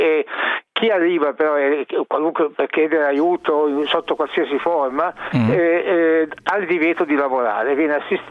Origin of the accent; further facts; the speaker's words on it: Sicily, Italy; lo dico da siciliano